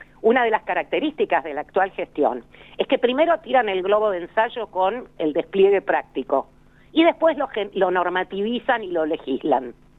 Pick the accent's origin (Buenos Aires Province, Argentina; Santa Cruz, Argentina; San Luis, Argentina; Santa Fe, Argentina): Buenos Aires Province, Argentina; Bahía Blanca; born there; Yo nací en Bahía Blanca, así que sé de lo que estoy hablando.